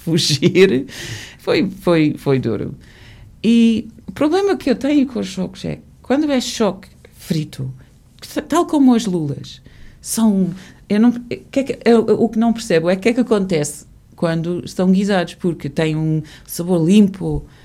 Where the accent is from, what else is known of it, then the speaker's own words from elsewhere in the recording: England, United Kingdom; Portuguese is a second language; now in Portugal; Porque quando era miúda eu, na Inglaterra, a bata usava-se por muitas pessoas